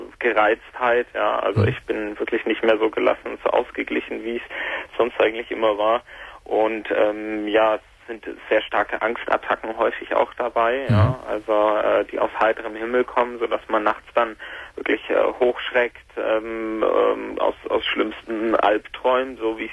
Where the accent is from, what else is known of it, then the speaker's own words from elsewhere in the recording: Nuremberg, Bavaria, Germany; Also ich komme aus Nürnberg und keine Familie, niemand